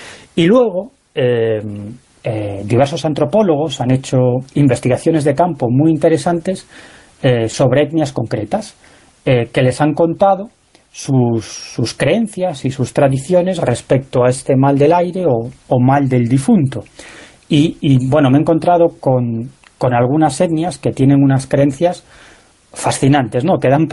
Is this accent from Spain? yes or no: yes; Galicia, Spain; creía que era algo propio de mi tierra, de Galicia